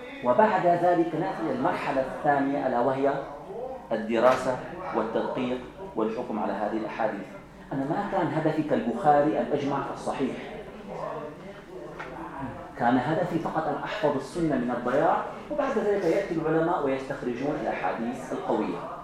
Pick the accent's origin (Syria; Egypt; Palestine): Syria; عندنا في الشام عندما يقال فلان خطه جميل يكتب التقارير يتعاون مع الأمن